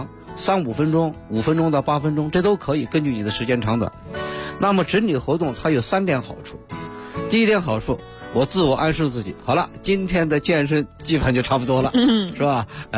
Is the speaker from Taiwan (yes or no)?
no; China